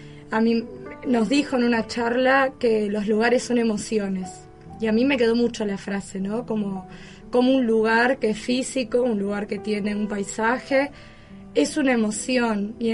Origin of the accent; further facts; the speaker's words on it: Argentina; Por lo menos la nacionalidad, de decir somos argentinos igual que Vanina.